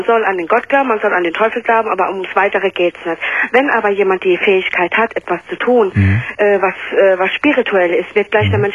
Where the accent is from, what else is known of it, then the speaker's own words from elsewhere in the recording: Belgium; born there; ich bin ja in Belgien geboren